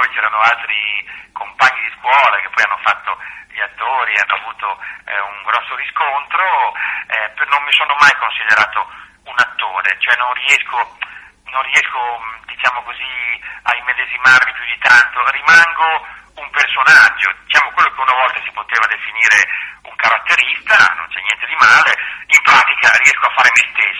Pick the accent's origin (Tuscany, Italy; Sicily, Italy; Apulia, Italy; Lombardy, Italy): Lombardy, Italy; Mantua; now in Bologna, Italy; questa mia patria di adozione, perché ripeto vengo dalla Lombardia, ma ho veramente ammirato i bolognesi per la loro capacità di intessere relazioni.